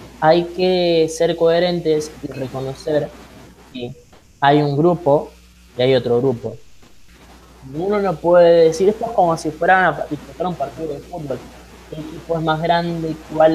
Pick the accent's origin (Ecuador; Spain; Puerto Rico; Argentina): Argentina; a mí como ciudadano argentino me deja muy inquieto y me genera cierto rechazo